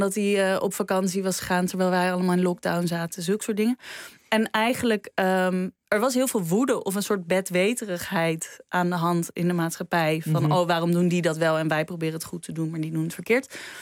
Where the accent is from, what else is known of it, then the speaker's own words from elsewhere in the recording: Netherlands; ik weet heel goed hoe wij als Nederlanders denken. Maar ik ben natuurlijk niet geboren en getogen in Duitsland. En mijn Duits is ook weer niet zo goed.